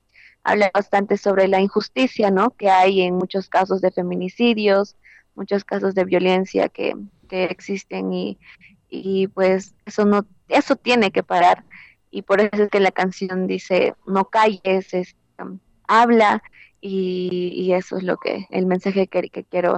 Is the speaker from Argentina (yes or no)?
no; Peru; first language Quechua; Spanish is a second language; Sí, canto en mi lengua materna, que es el quechua, y pues me encanta porque es un idioma que sentía que se estaba perdiendo